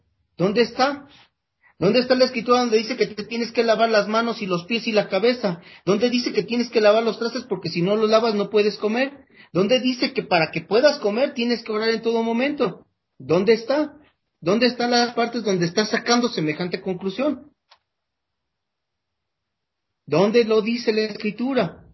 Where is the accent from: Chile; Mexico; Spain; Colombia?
Mexico; Nosotros los mexicanos somos, hablamos el castellano, y no porque hablamos el castellano sabemos de palabras castellanas.